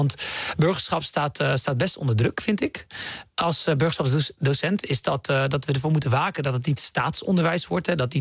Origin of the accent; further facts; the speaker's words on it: Netherlands; born there; Ik ben in Nederland geboren, maar ik kom uit een gezin van 11.